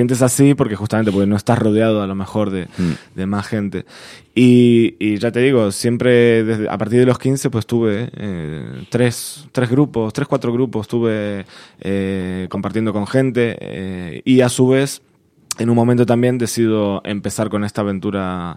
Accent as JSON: {"language": "Spanish", "region": "Buenos Aires", "country": "Argentina", "accent": "Argentine", "moved": "yes", "lives_now": "Spain", "said": "Sí, sí, soy de Buenos Aires, Argentina. Digamos, lo del nombre artístico nace un poco a partir de venirnos aquí, uh-huh, a vivir a España, allá por el 2007."}